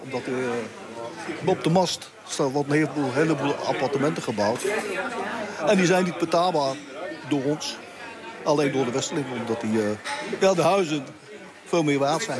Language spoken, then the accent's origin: Dutch; Zutphen, Gelderland, Netherlands; Ja. Ja, allemaal. We komen allemaal uit Zutphen.